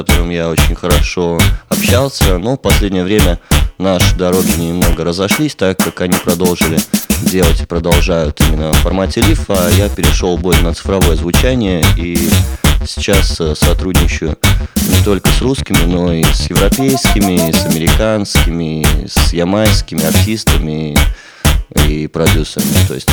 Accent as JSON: {"language": "Russian", "region": "Minsk", "country": "Belarus", "lives_now": "Vilnius, Lithuania", "said": "сейчас я живу большую часть в Вильнюсе, потому что там учусь, но сам я из Минска, да, это так."}